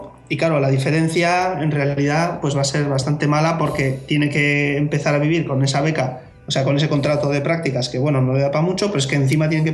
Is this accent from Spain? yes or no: yes; Basque Country, Spain; now in Aalborg, Denmark; Igual para nosotros que venimos de España no tanto, aunque en Euskadi también son caros los pisos